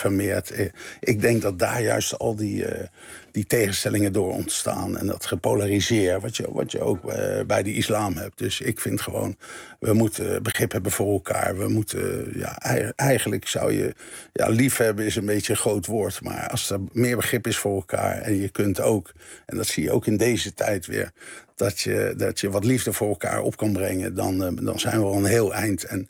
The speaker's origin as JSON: {"language": "Dutch", "town": "Scheveningen", "region": "South Holland", "country": "Netherlands", "tie": "born or raised there", "said": "wij zijn Nederlands hervormd opgevoed in Scheveningen."}